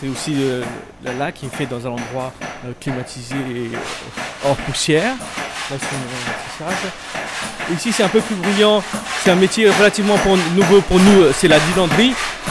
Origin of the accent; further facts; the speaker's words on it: Phnom Penh, Cambodia; now in Siem Reap, Cambodia; Non, je suis venu travailler à Siem Reap fin 99, mais je suis originaire de Phnom Penh.